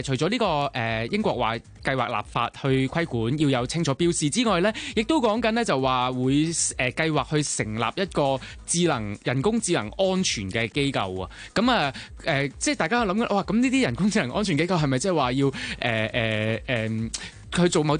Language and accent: Cantonese; Hong Kong; 我哋香港人可能最多都系睇國語普通話啦、英文啦、廣東話啦嘅內容啫。